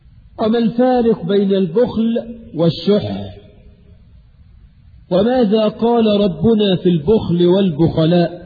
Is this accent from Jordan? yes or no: no; Egypt; حتى الناس عندنا في مصر